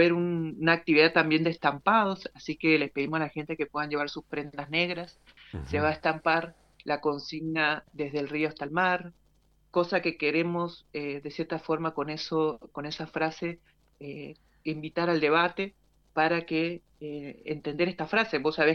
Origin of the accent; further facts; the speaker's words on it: Tunuyán, Mendoza, Argentina; yo soy de acá de Tunuyán, ¿no?